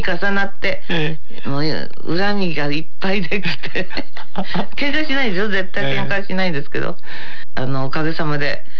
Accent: Kansai, Japan; 私関西ですから。

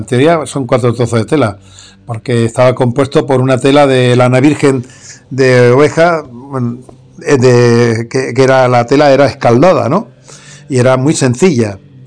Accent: Barcelona, Catalonia, Spain; Pero soy barcelonés. Nací en Barcelona en el año 1962. Y defiendo Cataluña.

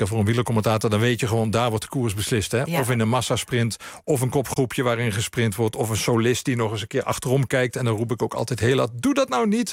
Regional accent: Limburg, Netherlands; Ik ben opgegroeid in Limburg, vlakbij de grens. En ik heb Duits laten vallen op school, omdat ik het idee had, ja, ik spreek Duits

